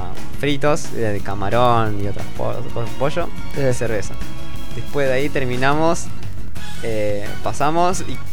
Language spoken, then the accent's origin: Spanish; Argentina; Nosotros somos de Argentina porque tenemos vino.